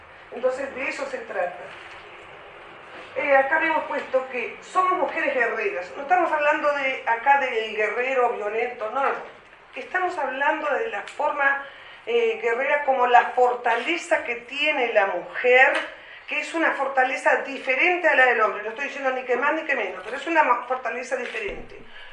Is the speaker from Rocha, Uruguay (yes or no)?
no; Tacuarembó, Uruguay; Yo vengo del interior de la República, soy maestra